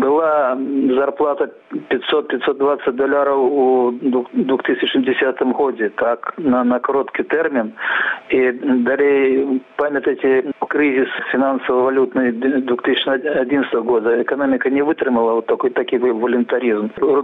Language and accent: Russian; Belarus; Добро, мы, белорусы, погодимся, давайте нам $1000